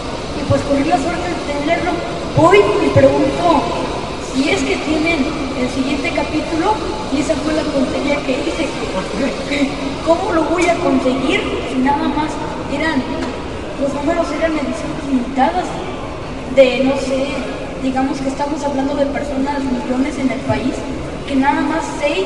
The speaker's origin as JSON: {"language": "Spanish", "region": "San Luis Potosí", "country": "Mexico", "said": "Yo, que soy de San Luis Potosí, hace tiempo hubo una convención que creo que es cada año"}